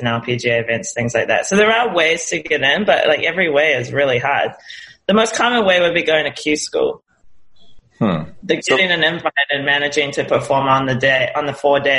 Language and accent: English; New Zealand; So obviously I'm from New Zealand.